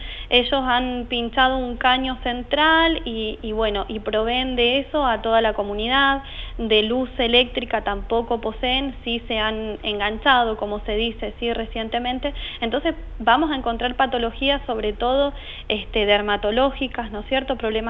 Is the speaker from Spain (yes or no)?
no; Argentina; Nosotros somos médicos argentinos graduados en Cuba.